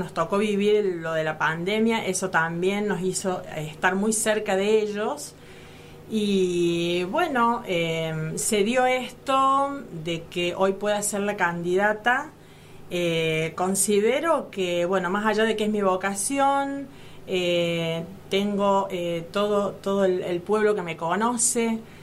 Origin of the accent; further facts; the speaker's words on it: Las Rabonas, Córdoba, Argentina; tengo 52 años y bueno, soy de Las Rabonas, nativa del lugar